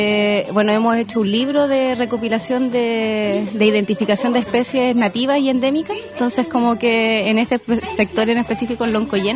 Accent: Valdivia, Los Ríos, Chile; yo soy de Valdivia, en específico de una isla, Isla del Rey.

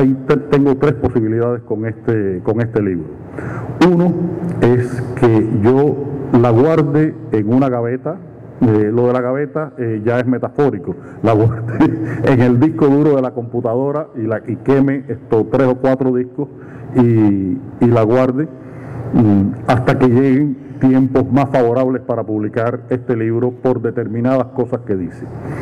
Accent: Cuba; trajera a mi experiencia personal como cubano, generacional, de haber vivido en una época todo este complejo proceso histórico

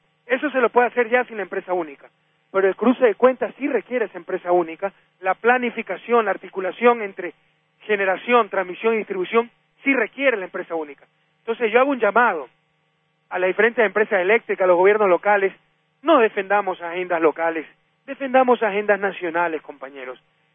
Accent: Guayaquil, Guayas, Ecuador; born there; que es la Guardia de Choque del Partido Social Cristiano en mi ciudad natal.

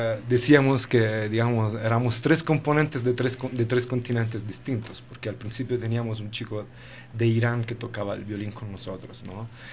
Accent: Rocca Priora, Lazio, Italy; De Rocca Priora, un pueblito cerca de Roma.

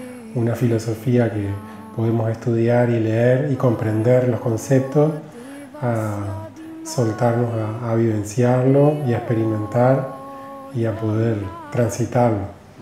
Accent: Melo, Cerro Largo, Uruguay; moved away as an adult; also born or lived in Montevideo; Yo soy del interior, nací en Melo y a los 18 años me fui a vivir a Montevideo a estudiar en la universidad

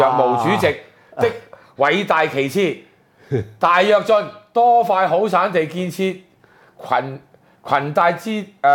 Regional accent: Hong Kong; 我哋香港人邊個出嚟反抗就變屈完

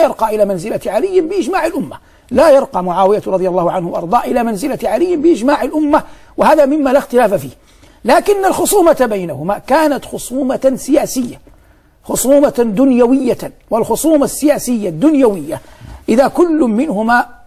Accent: Saudi Arabia; ونحن في بلادنا المملكة العربية السعودية حرسها الله نلتقي بالمصريين كثيرا، خاصة نحن من يسكن المدينة أو يسكن مكة

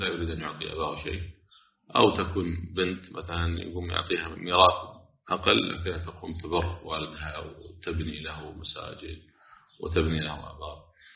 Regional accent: Kuwait; يعني احنا عندنا في الكويت الحمد لله البلديه تشيل كل شيء كفان

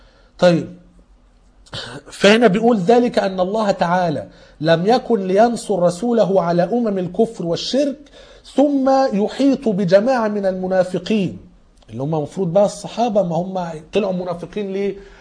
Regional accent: Egypt; احنا كمصريين دخلنا الدين عن طريق عمرو بن العاص اللي كان فتح مصر على أيام عمر بن الخطاب.

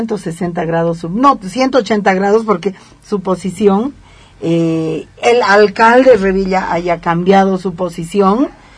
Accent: Bolivia; porque yo tengo una posición tomada como ciudadana, no necesito ser física nuclear para tener una posición, como boliviana

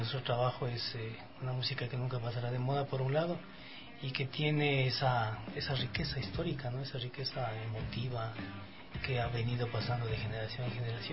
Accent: Ecuador; como ecuatorianos primero, ¿no? La música nuestra tiene una riqueza increíble

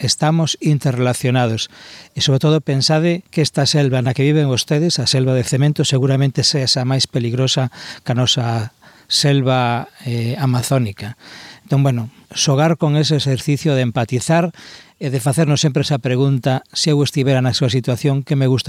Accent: Galicia, Spain; born there; por que eu nacín en Galicia, teño unha casa, teño educación, teño comida

